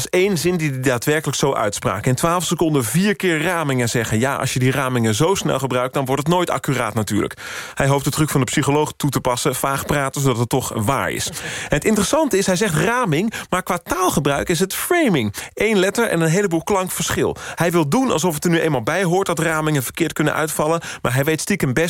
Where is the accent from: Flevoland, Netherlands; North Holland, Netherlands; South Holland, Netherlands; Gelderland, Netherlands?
South Holland, Netherlands; Numansdorp; Ik kom uit Numansdorp, Hoekse Waard.